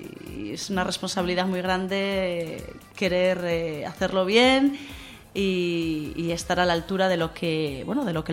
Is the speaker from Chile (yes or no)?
no; Asturias, Spain; now in Seville, Spain; Como siendo asturiana...